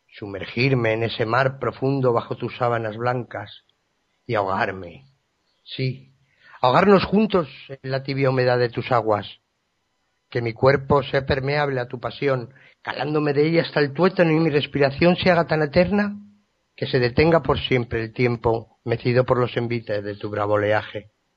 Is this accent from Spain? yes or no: yes; Madrid, Community of Madrid, Spain; born there; now in Zaragoza, Spain; aunque nací en Madrid, resido actualmente en la provincia de Zaragoza, en España.